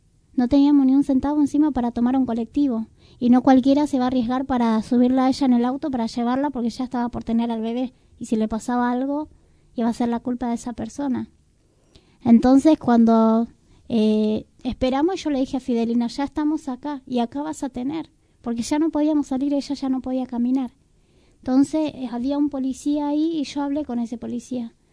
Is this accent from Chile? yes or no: no; Paraguay; now in Argentina; Yo también soy paraguaya.